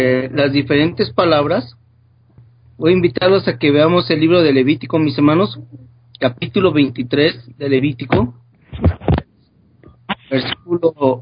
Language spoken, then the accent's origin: Spanish; Mexico; Yo soy de México, hermana.